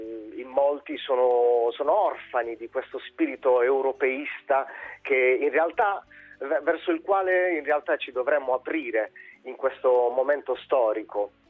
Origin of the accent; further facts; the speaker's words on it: Amatrice, Lazio, Italy; l'ultima tappa è stata proprio ad Amatrice, ecco, ritornare nella mia terra e vedere una ferita del genere